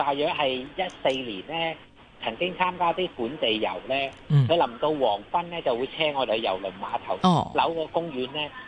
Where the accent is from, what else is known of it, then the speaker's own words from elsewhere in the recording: Hong Kong; 我香港人